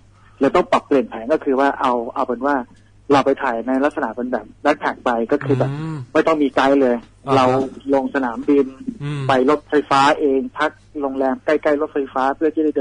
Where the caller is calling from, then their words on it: Phuket, Thailand; ภูเก็ตครับอยู่ที่บ้านที่อยู่ภูเก็ตครับ